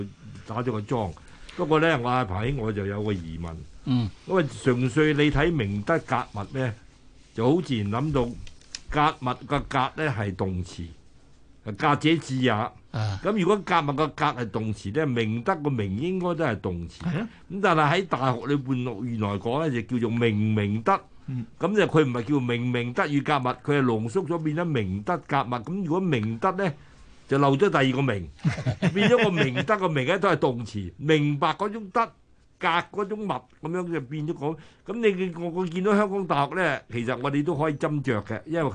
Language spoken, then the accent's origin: Cantonese; China; 我哋中國人講嘅德係向內嘅